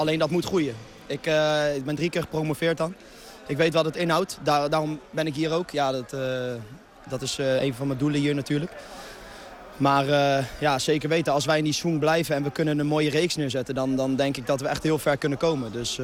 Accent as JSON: {"language": "Dutch", "town": "The Hague", "region": "South Holland", "country": "Netherlands", "tie": "born or raised there", "said": "Ja, ik ben zelfs Hagenese."}